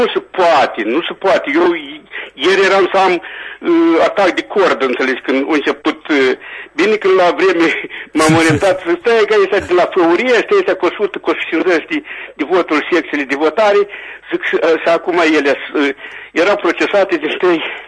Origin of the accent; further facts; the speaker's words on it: Vadul lui Vodă, Chișinău, Moldova; Eu sunt din Valdul Vodă.